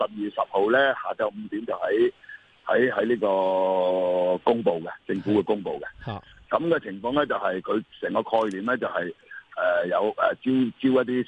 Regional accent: Hong Kong; 我哋作為香港人

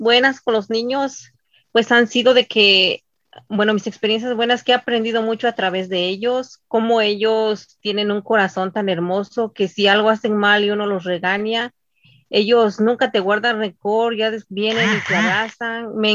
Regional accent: Oaxaca, Mexico; Soy del estado de Oaxaca. Soy casada.

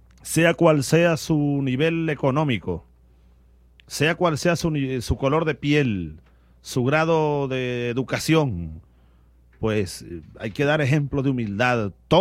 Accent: Barinas, Venezuela; tú sabes que los barineses estamos en todas partes.

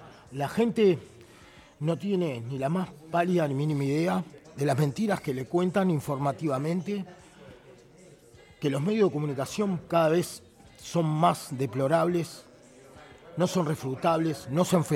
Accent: San José, Uruguay; Yo soy de San José, venía a trabajar a Montevideo, hacía 200 kilómetros todos los días para trabajar.

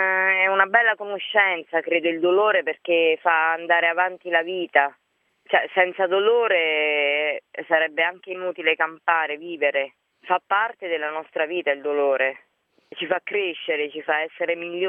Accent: Lanciano, Abruzzo, Italy; born or raised there; also born or lived in L'Aquila

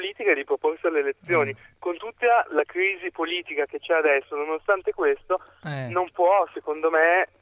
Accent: Pavia, Lombardy, Italy; Ho 19 anni, sono di Pavia e sono leghista.

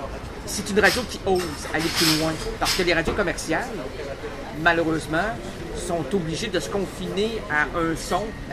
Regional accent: Quebec, Canada; On est d'Amérique du Nord. Oui, oui. Francophone. Donc, des Québécois.

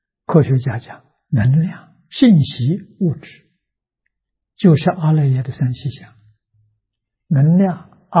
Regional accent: China; 那用我们中国人的啊古老的看法，释迦牟尼佛一生所做的是圣贤教育。

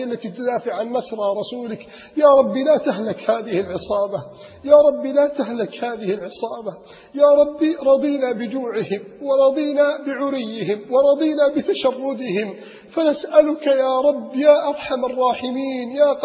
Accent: Alexandria, Alexandria Governorate, Egypt; لم يستطيعوا توديعه على الشاطئ عندنا في الإسكندرية

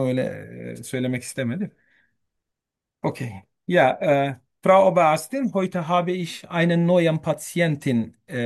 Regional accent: Turkey; German is a second language; moved away as an adult; now in Germany; Ich komme aus der Türkei. Ich bin 41 Jahre alt. Lebe seit etwas mehr 2,5 Jahren in Deutschland.

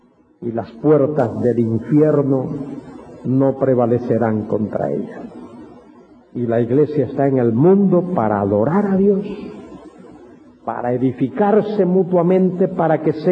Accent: Galicia, Spain; A mi mujer no le gusta eso, pero yo soy gallego y a mí me gusta.

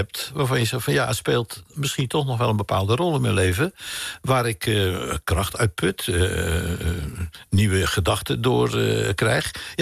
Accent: Rotterdam, South Holland, Netherlands; also born or lived in Vlaardingen; maar ik ben Vlaringen van geboorte.

